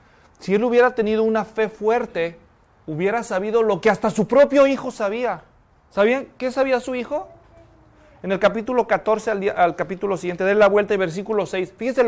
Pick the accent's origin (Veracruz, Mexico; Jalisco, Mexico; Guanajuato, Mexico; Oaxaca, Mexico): Jalisco, Mexico; Nunca había salido de mi país. A duras penas había salido del estado de Jalisco, de donde yo soy.